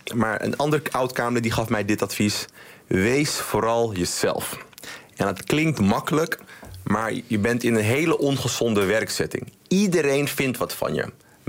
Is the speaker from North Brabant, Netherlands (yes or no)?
no; Amsterdam, North Holland, Netherlands; nou, ik ben een Amsterdammer.